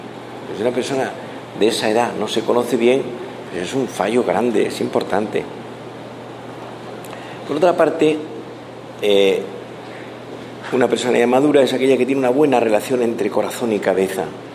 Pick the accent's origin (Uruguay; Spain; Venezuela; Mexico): Spain; Madrid, Community of Madrid; Yo vengo de Madrid, en España el fútbol es, en Europa, pero en España en concreto